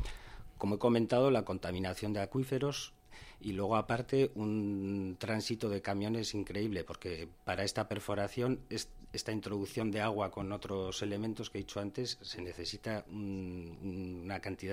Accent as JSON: {"language": "Spanish", "town": "Tudela", "region": "Navarre", "country": "Spain", "said": "Yo soy de aquí, de Tudela."}